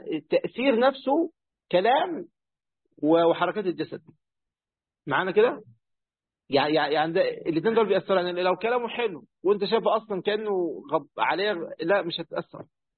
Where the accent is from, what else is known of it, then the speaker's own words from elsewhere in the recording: Egypt; بس للأسف هي مشهورة عندنا في مصر بكده